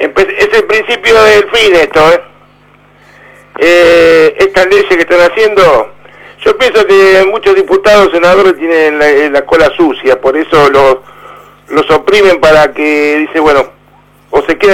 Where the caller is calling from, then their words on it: Berazategui, Buenos Aires Province, Argentina; de Berazategui.